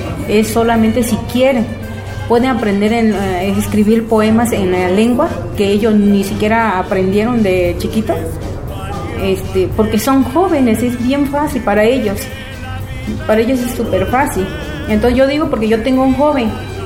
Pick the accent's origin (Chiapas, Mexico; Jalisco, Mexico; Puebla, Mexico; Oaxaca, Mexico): Oaxaca, Mexico; San Lucas Ojitlán; also born or lived in United States; Mi pueblo pertenece al estado de Oaxaca, se llama San Lucas Ojitlán.